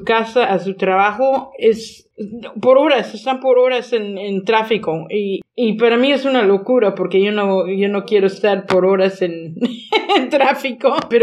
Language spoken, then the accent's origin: Spanish; Texas, United States; porque yo crecí en Texas, y en Texas todos quieren la camioneta más grande.